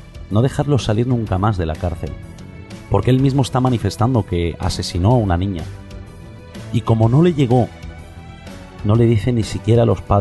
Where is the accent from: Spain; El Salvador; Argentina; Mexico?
Spain; expreso mi derecho como español a exigir